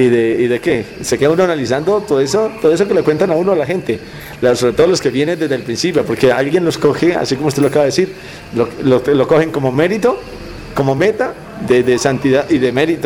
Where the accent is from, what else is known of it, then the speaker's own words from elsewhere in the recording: Antioquia, Colombia; Hace 2 años que apenas vine de Antioquia.